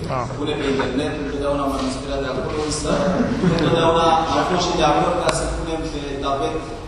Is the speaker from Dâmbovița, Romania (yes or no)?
yes; Bălenii, Dâmbovița, Romania; sunt din Manălăuri, în satul Bălense, din Dâmbovița.